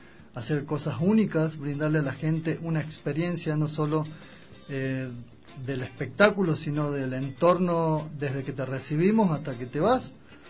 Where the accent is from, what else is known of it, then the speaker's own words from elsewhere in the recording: Argentina; moved away as an adult; also born or lived in United States; now in Ecuador; yo salí de Argentina a los 18 años. Tengo 40, date una idea. Pero no vine para el Ecuador, sino fui para Estados Unidos cuando tenía 19 años, en el 99, en diciembre del 99. Pasé 7 años en Estados Unidos